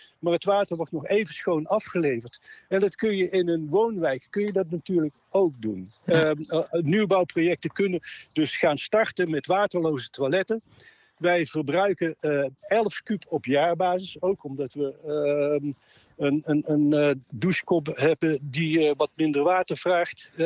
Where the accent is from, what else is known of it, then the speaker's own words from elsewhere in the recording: Tilburg, North Brabant, Netherlands; born there; Deze stad, Tilburg, mijn geboortestad, wordt zo heet door alle hoogbouw, door baksteen en beton.